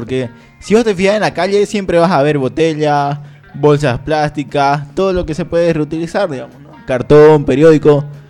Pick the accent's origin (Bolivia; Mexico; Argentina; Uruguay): Bolivia; Yo no soy de Bolívar, pero porque juegan a Libertadores lo apoyaba porque soy boliviano.